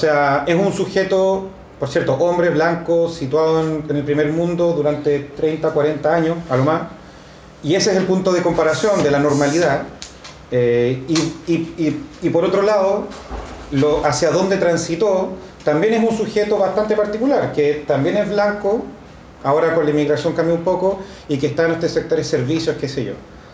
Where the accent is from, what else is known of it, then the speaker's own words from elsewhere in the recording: Chile; yo soy sociólogo chileno.